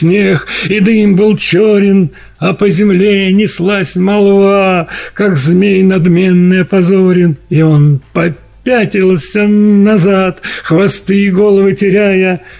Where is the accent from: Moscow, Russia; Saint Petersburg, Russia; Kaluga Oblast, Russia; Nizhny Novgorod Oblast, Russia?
Moscow, Russia; born there; потому что я родился в Москве